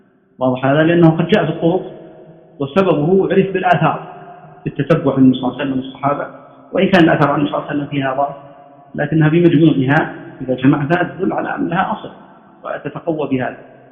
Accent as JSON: {"language": "Arabic", "region": "Najd", "country": "Saudi Arabia", "said": "وهذا عادة كانت عندنا في نجد ما زالت"}